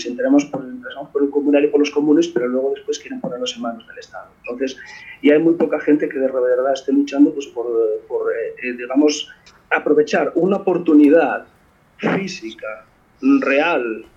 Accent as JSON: {"language": "Spanish", "region": "Asturias", "country": "Spain", "said": "A ver, yo soy de Asturias, y en Asturias teníamos uno"}